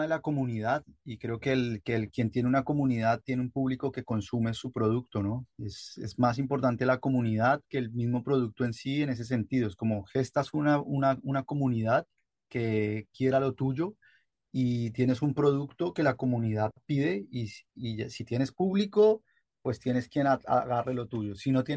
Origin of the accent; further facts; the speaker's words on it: Colombia; moved away as an adult; desde que me fui de Colombia en el 2021 a hoy